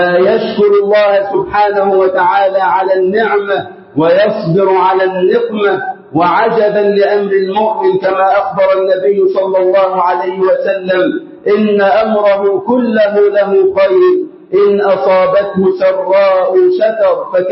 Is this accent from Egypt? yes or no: yes; Egypt; اللهم اجعل بلدنا مصر أمنا أمانا وسائر بلاد